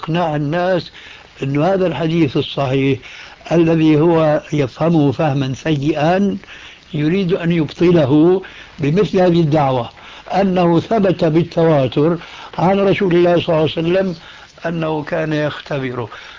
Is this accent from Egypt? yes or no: no; Syria; كما يقولوا عندنا في الشام من فوق الأساطيح